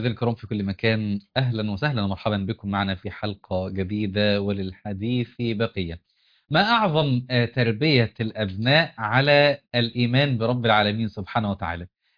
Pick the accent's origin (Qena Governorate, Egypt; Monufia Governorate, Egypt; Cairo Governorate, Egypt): Qena Governorate, Egypt; وإحنا كنا صغار في قريتنا في الصعيد في حافظة قنا